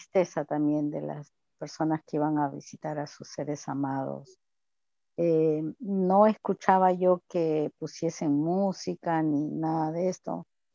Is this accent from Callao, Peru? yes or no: yes; Callao, Peru; Yo me crié en la capital, en el Callao